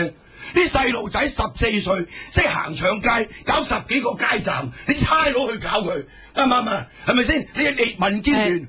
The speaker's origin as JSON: {"language": "Cantonese", "country": "China", "said": "我系中国人，我唔爱共产党。"}